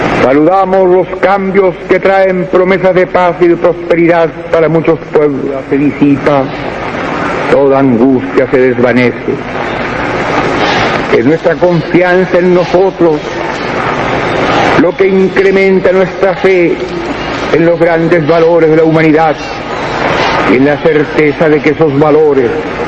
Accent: Chile; Vengo de Chile, un país pequeño

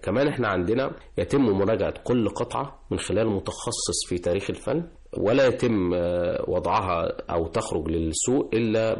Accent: Egypt; طبعا احنا كمصريين فخورين بتاريخنا في جميع المراحل المختلفة

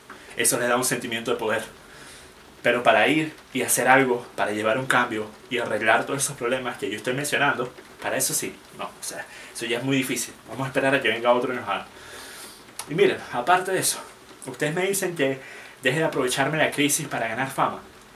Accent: Venezuela; moved away; Porque soy venezolano. Y voy a ser venezolano hasta que me muera, sin importar cuánto tiempo pase sin yo estar físicamente en el país.

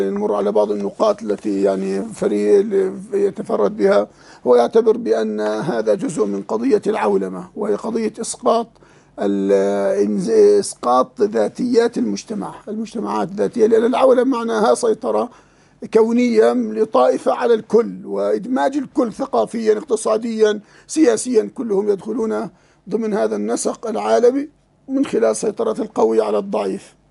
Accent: Jordan; كالغرايبة عندنا في الأردن

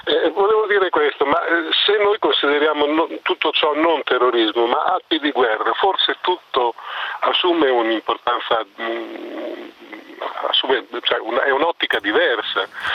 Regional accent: Bologna, Emilia-Romagna, Italy; io vengo da Bologna

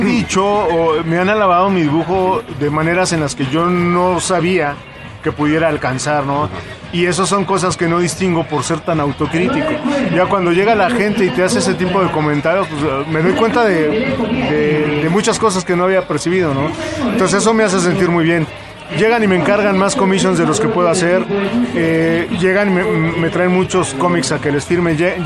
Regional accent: Mexico; Mientras sigamos pensando como mexicanos, lo veo imposible.

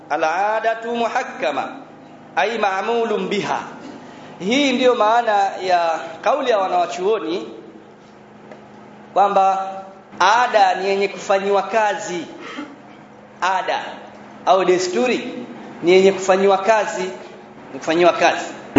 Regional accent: Tanzania; Na mimi natoka Tanzania.

